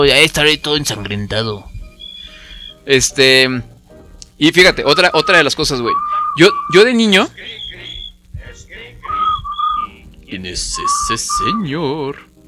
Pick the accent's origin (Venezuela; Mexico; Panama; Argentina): Mexico; Morelia, Michoacán; yo crecí en Morelia, entonces yo quería